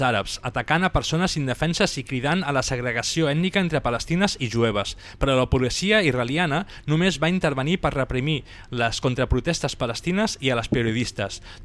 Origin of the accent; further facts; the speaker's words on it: Catalonia, Spain; I a més, ens agrada narrar-ho en català. Som catalans